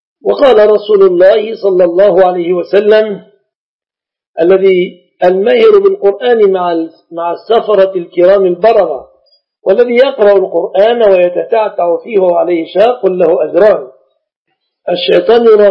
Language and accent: Arabic; Egypt; يعني صندرة النساء كما عندنا في مصر